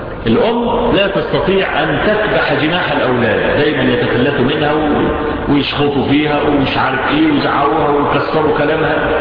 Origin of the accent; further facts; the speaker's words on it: Egypt; احنا عندنا في مصر